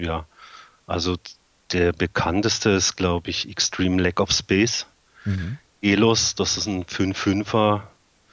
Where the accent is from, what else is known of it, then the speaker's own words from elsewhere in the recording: Baden-Württemberg, Germany; Das ist ein Gebiet zwischen Freiburg und Offenburg, also Südwesten